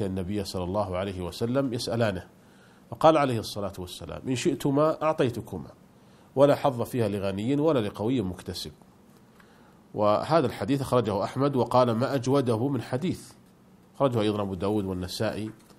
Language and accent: Arabic; Saudi Arabia; عندنا في المملكة العربية السعودية الضمان الاجتماعي